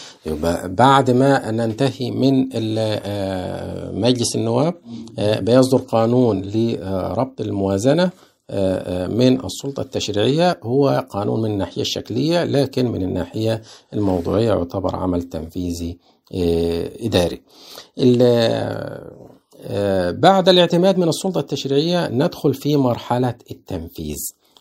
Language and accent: Arabic; Egypt; طيب احنا عندنا في مصر ايه اللي بيتم؟